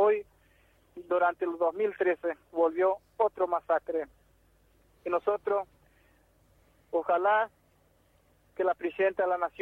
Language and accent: Spanish; Argentina; Acá somos argentinos, somos indios, somos Toba, Iñacom, pero también somos ciudadanos de esta querida patria argentina.